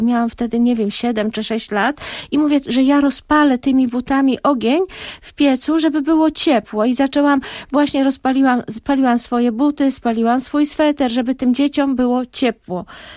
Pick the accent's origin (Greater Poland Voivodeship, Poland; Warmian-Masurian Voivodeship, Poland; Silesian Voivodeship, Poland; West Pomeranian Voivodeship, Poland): West Pomeranian Voivodeship, Poland; Skrzynka; moja miejscowość rodzinna to jest Skrzynka w województwie zachodniopomorskim, tak się ta miejscowość nazywa, zawsze żartobliwie mówię, że ja jestem ze Skrzynki.